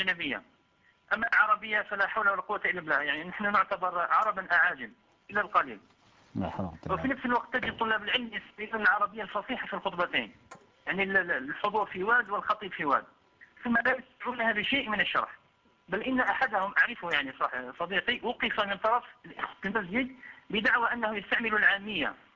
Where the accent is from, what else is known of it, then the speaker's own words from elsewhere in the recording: Algeria; شيخنا عندنا في الجزائر إشكال بخصوص خطبة الجمعة